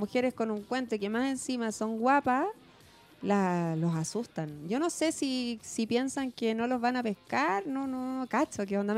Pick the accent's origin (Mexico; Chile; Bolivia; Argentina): Chile; Una, yo que soy chilena